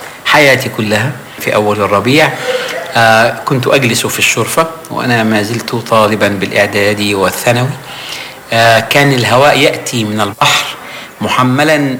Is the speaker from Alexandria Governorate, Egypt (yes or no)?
yes; Alexandria, Alexandria Governorate, Egypt; فهو أول ما سلمت قال لي بذكاء شديد: من أين أنت؟ قلت: من الأسكندرية.